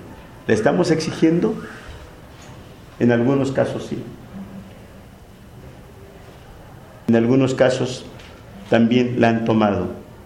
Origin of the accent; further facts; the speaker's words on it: Atenco, State of Mexico, Mexico; yo soy de Atenco